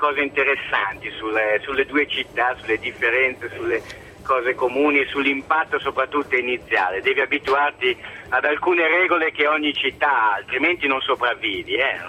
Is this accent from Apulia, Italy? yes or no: no; Milan, Lombardy, Italy; born there; now in Rome, Italy; io sono un romilanista, nel senso che sono nato a Milano, ma vivo a Roma da 10 anni.